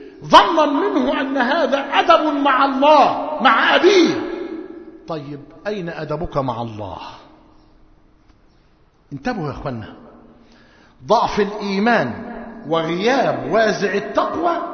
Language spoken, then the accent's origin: Arabic; Egypt; ونحن في موسم في قريتنا وفي قرى مصر موسم حصاد القمح